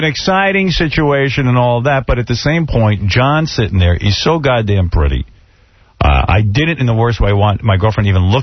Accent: New York, United States; I'm a guy from Long Island who, you know, grew up, I'm not a Hollywood guy.

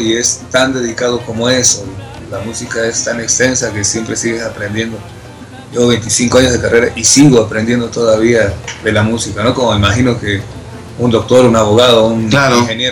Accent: Veracruz, Mexico; also born or lived in Tlacotalpan; Nací en Tlacotalpan, Veracruz, pero siempre radiqué en Veracruz, en el puerto.

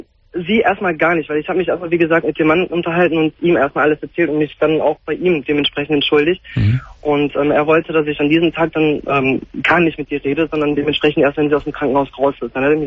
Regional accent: Cologne, North Rhine-Westphalia, Germany; Also ich komme, wie gesagt, aus Köln, sie aus Bergheim.

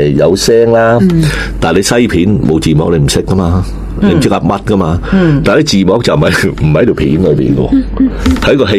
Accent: China; 你知你知我哋中國人比較懶噶嘛？

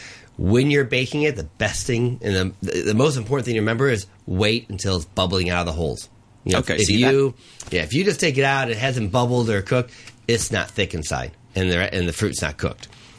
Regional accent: Chicago, Illinois, United States; Yeah, I grew up in the Midwest. That's where it's all from.

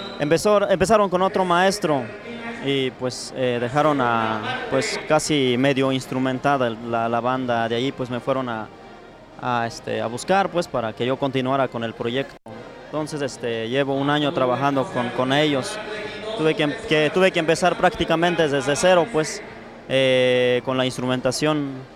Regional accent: Santa Cruz Ocotal, Oaxaca, Mexico; No, yo soy de Santa Cruz Ocotal. Sí, por este lado, en el municipio de San Pedro Cotepec.

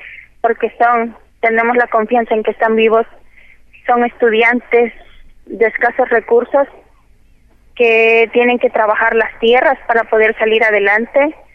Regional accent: Mexico; Como mexicanos hemos recorrido toda la República Mexicana

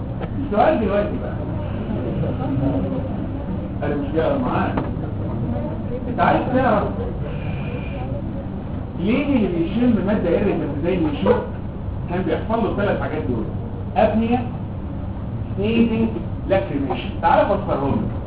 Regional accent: Egypt; واول ما فتحوا الارسال عندنا في مصر

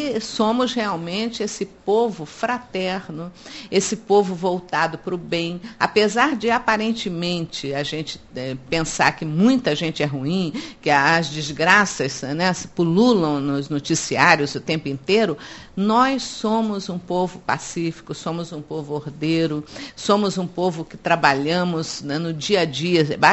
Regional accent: Brazil; Agora, eu acho que nós, como brasileiros, e particularmente como espíritas, sabemos que ninguém nasce num lugar por acaso.

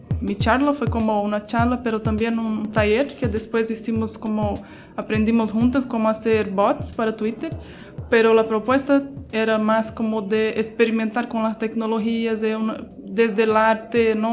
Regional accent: Brazil; soy de Brasil.

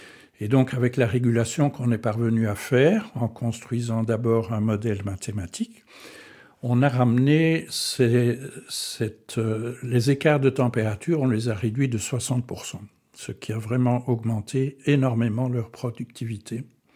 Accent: Antwerp, Flanders, Belgium; also born or lived in Stanford, United States; Donc, je suis né à Anvers de famille francophone, donc... certains Flamands me traiteraient de Frans Kilun. J'ai fait mes études en flamand à Anvers

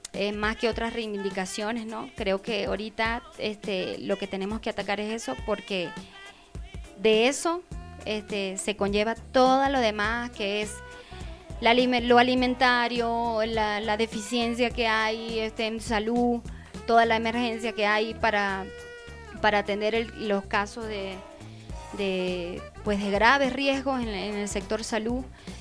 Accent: Guanare, Portuguesa, Venezuela; no tenemos cómo comunicarnos con Guanare, que es mi pueblo.

